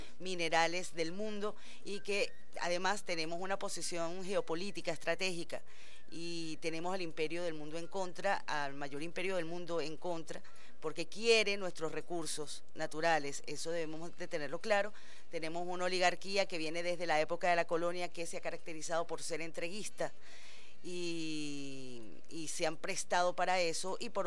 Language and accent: Spanish; Venezuela; somos hijos de Bolívar y Chávez. El venezolano es solidario, el venezolano es generoso, el venezolano es trabajador.